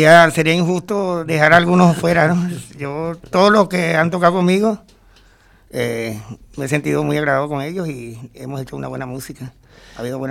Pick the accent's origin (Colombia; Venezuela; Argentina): Venezuela; yo soy venezolano y Venezuela la llevo yo por dentro. No, yo no necesito ir a Venezuela para sentir Venezuela. Yo soy parte de Venezuela.